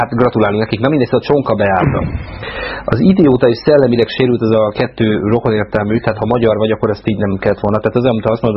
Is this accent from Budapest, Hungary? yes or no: yes; Budapest, Hungary; azokkal, akik tényleg 13. kerületiek. Jó? Mert az egy, hát most már nem munkás kerület, de mi még abban nőttünk föl